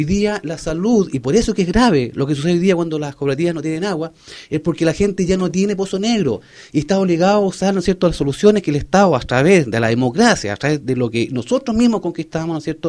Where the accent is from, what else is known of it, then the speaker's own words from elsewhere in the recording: Vallehermoso, Canary Islands, Spain; yo soy de Vallehermoso, he sido criado, nacido en Vallehermoso